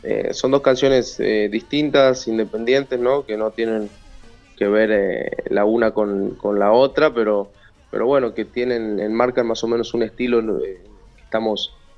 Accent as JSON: {"language": "Spanish", "region": "Tucumán", "country": "Argentina", "lives_now": "Córdoba, Argentina"}